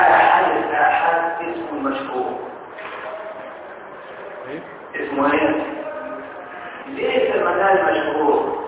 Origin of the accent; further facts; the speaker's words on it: Egypt; عندنا في مصر